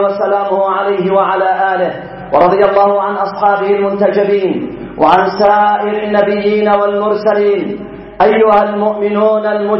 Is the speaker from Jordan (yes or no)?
no; Yemen; ونحن شعب يمني فرض علينا العدوان